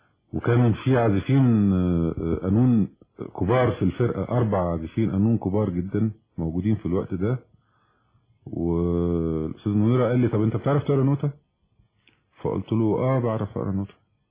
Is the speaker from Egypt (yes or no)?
yes; Egypt; دورنا احنا كمصريين دايما احنا اللي بنصلح